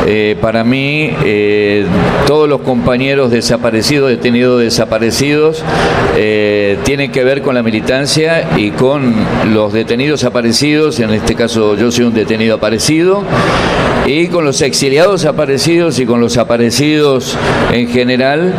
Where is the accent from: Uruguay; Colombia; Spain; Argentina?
Argentina; Y todavía los argentinos creo que no hemos, me voy a incluir para no dejarme afuera